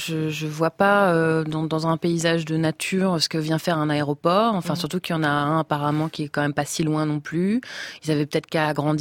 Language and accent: French; Indiana, United States; French is a second language; now in France; je suis originaire du Midwest. Et en Indiana, dans mon enfance, il y avait des champs de maïs.